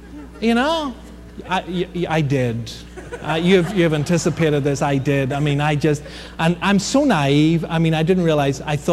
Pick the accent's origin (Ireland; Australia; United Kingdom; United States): Ireland; You know, I'm Irish, what can I say?